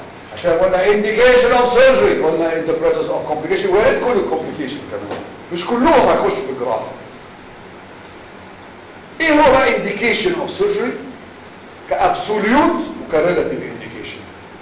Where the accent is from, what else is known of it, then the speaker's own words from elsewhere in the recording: Egypt; احنا بص يا جماعة احنا كمصريين دكاترة او غير دكاترة